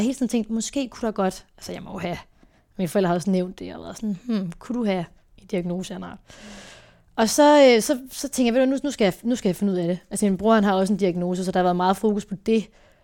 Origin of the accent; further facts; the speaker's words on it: Herning, Central Denmark Region, Denmark; now in Aarhus, Denmark; der flyttede jeg lige til Aarhus, jeg kommer fra Herning af, så i mellemtiden flyttede jeg til Aarhus.